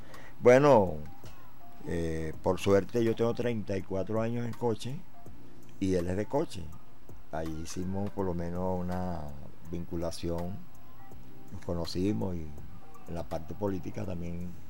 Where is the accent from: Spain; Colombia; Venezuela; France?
Venezuela; Apure; born there; El canto, bueno, sí lo he desarrollado porque nací en Apure. Y Apure es una tierra de cantores llaneros.